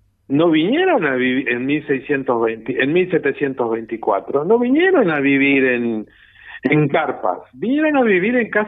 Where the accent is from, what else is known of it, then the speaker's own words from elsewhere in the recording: Durazno, Uruguay; Yo que no soy de Rivera, soy de Durazno, es decir, mi familia duraznense